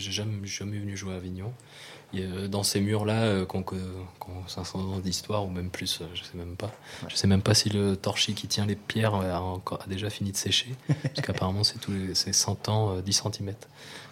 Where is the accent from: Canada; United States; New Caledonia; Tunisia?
New Caledonia; born there; Moi, je suis né en Nouvelle-Calédonie, mais je ne suis pas kanak